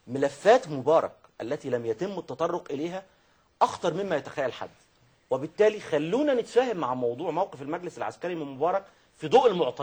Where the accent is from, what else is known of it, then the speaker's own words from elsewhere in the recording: Egypt; ليس هذا مبالغه في ان احنا مصريين فمعتزين ببلدنا بغيره